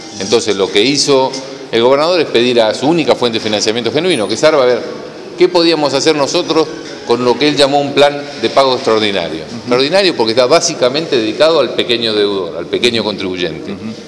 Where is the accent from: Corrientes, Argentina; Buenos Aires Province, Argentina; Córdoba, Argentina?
Buenos Aires Province, Argentina; Bahía Blanca; Primero yo soy de Bahía y soy de las rutas, digamos.